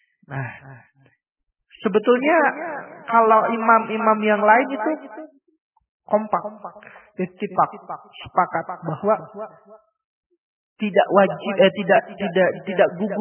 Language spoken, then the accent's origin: Indonesian; Java, Indonesia; Tapi kita ya orang Jawa, tapi kita ya orang desa kita lah begitu. KTP-nya juga bukan di sini kan begitu.